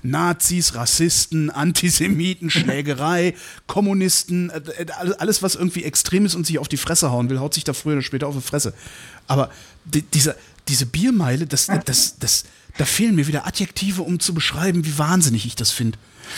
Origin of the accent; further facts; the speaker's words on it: North Rhine-Westphalia, Germany; also born or lived in Cologne; ich komme vom Dorf, aber eigentlich bin ich gebürtiger Kölner und dann irgendwann dann 20 Kilometer außerhalb aufgewachsen.